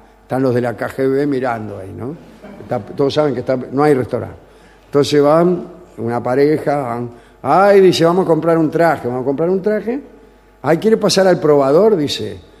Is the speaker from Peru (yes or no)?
no; Russia; Spanish is a second language; Sí, sí, soy ruso.